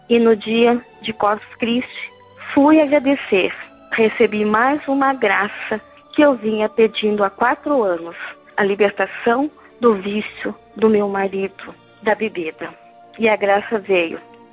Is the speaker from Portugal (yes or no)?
no; São José dos Pinhais, Paraná, Brazil; Sou de São José dos Pinhais